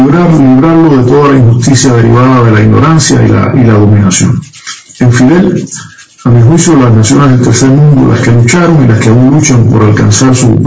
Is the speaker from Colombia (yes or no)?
no; Cuba; Como cubanos revolucionarios, pues sentimos el sano orgullo